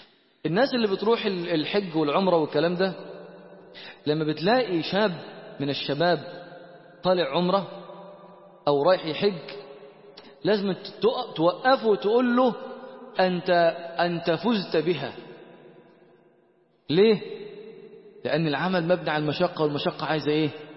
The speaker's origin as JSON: {"language": "Arabic", "country": "Egypt", "said": "من وين أنت؟ بيقول لي. قلت له أنا من مصر. قال لي من مصر."}